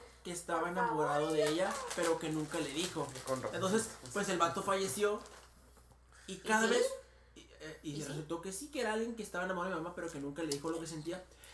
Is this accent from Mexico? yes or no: yes; Morelos, Mexico; Digo, yo soy de Morelos.